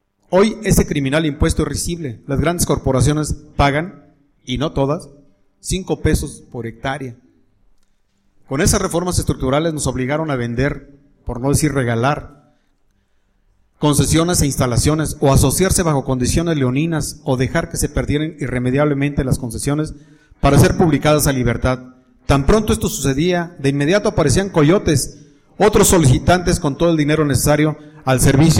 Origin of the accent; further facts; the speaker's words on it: Mexico; ¿qué se debía hacer como mineros mexicanos?